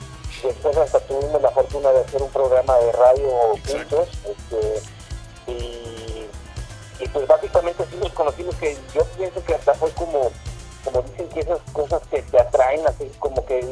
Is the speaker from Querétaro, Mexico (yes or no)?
no; San Luis Potosí, Mexico; yo nací en San Luis Potosí, he vivido toda mi vida. Y de hecho es una ciudad que me gusta mucho, la verdad, o sea, es pequeña, culturalmente está muy atrasada